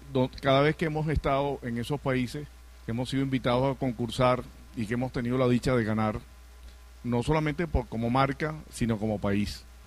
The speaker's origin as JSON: {"language": "Spanish", "country": "Venezuela", "said": "Me siento muy, pero muy feliz como venezolano de esta iniciativa"}